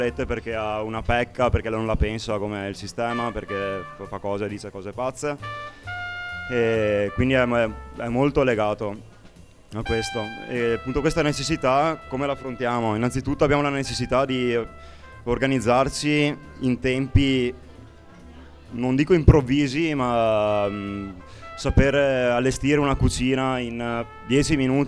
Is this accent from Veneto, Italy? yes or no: yes; Padua, Veneto, Italy; Da Padova.